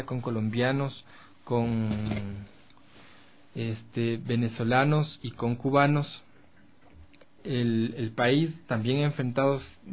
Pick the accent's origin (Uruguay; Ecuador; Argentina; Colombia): Ecuador; Los ecuatorianos fuimos víctimas de esta xenofobia en otros países, en Europa, en Estados Unidos.